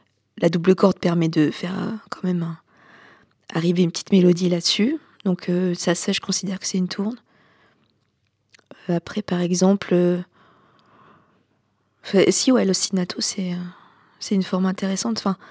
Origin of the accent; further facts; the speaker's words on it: Auvergne-Rhône-Alpes, France; J'ai grandi en Haute-Loire, dans le Massif central.